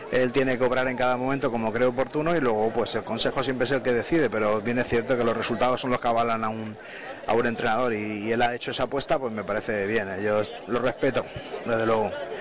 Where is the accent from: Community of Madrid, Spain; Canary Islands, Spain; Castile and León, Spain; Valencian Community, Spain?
Valencian Community, Spain; Elche; los que somos ilicitanos, los que somos del Elche